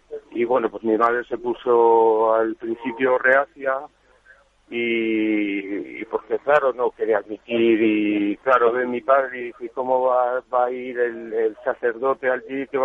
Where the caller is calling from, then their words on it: Madrid, Community of Madrid, Spain; de Madrid.